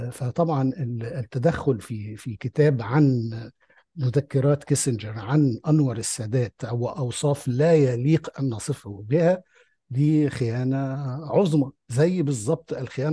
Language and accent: Arabic; Egypt; أنا إنسان مصري عربي لي آرائي واقتناعاتي